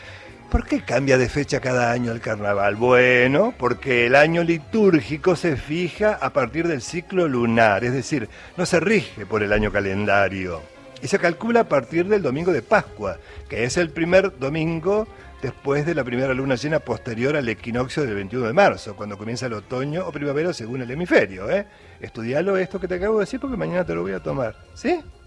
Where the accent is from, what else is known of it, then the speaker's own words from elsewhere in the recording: Carlos Tejedor, Buenos Aires Province, Argentina; now in América, Argentina; Somos oriundos de Carlos Tejedor, pero América nos adoptó.